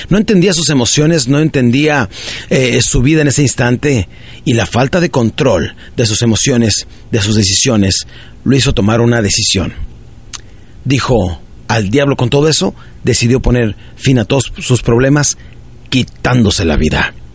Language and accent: Spanish; Ciudad Juárez, Chihuahua, Mexico; also born or lived in Parral; yo crecí en Ciudad Juárez, Chihuahua, nací en un pueblito de Chihuahua que se llama Parral, Chihuahua, y crecí de los 7 años en adelante. Cuando mi padre nos abandonó, mi madre se cambió a Ciudad Juárez y de ahí empezamos a vivir